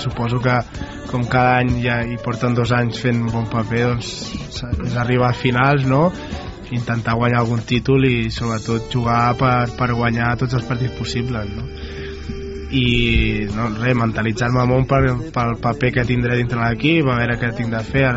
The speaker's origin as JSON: {"language": "Catalan", "town": "Manresa", "region": "Catalonia", "country": "Spain", "tie": "born or raised there", "said": "jo sóc d'aquí, mai he marxat"}